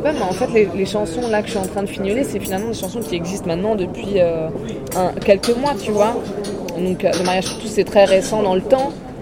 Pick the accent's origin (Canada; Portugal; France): France; Paris, Île-de-France; born there; Voilà, je suis née à Paris